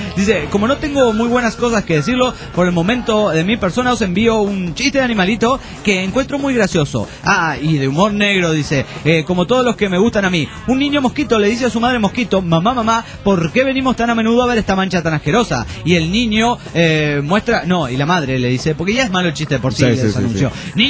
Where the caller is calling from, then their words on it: Badalona, Catalonia, Spain; de Badalona, Barcelona, España.